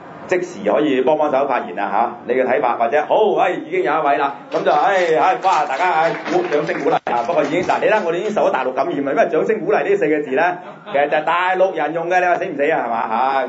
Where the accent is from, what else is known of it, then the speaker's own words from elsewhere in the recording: Xinhui, Guangdong, China; 咁我嘅家鄉就係新會啦，但係好多親戚係住喺廣州嘅。